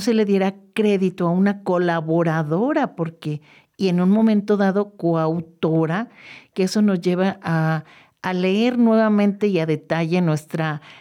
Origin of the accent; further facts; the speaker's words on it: Mexico; en contra de nosotros como mexicanos